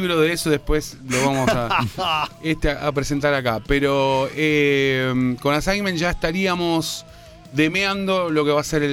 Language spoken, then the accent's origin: Spanish; Argentina; yo soy argentino